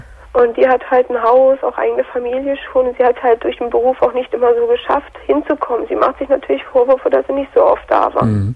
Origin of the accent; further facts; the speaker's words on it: Berlin, Germany; Aber sofern ich halt wieder in meiner Heimat bin, in Berlin bin, da fühle ich mich so erdrückt.